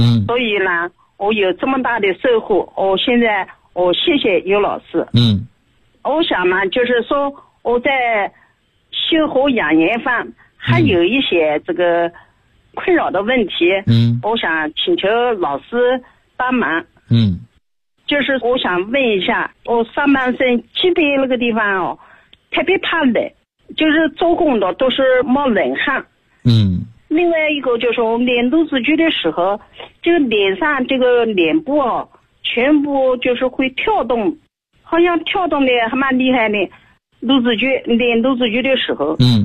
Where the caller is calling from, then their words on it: Nanjing, Jiangsu, China; 我是南京的。